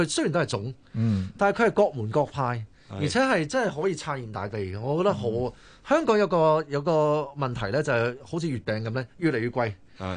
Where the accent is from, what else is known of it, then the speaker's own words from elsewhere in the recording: Chaozhou, Guangdong, China; 但我係潮州人，